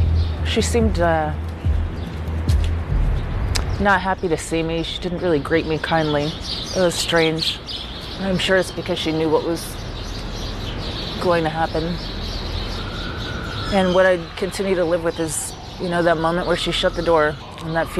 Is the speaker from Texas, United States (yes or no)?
yes; Texas, United States; He asked me where I was from. I told him I was from Texas